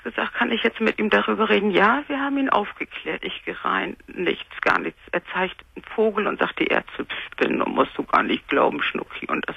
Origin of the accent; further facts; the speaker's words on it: Cologne, North Rhine-Westphalia, Germany; born there; ich bin in Köln einarmig geboren worden.